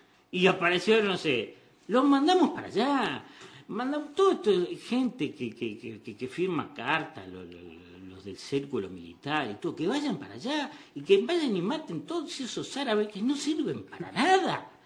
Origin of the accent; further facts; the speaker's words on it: Uruguay; uno puede ir como uruguayo, como oriental, como americano